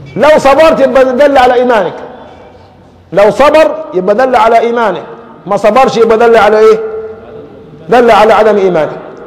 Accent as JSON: {"language": "Arabic", "country": "Egypt", "said": "يعني قباء لنا كمصريين قبل المدينة ولا في أول مدينة من يمة النجد؟"}